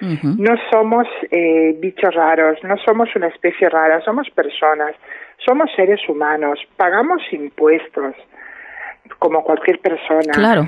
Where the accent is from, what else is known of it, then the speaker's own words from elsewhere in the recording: Padrón, Galicia, Spain; Yo he tenido que salir con 18 años, 19 años, me fui de Padrón, me fui a Santiago, empecé a vivir mi vida sola